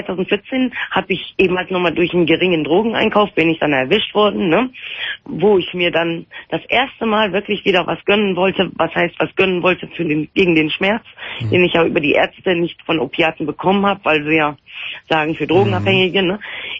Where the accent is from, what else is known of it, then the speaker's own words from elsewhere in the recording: North Rhine-Westphalia, Germany; now in Aachen, Germany; weil ich komme aus dem Raum Düsseldorf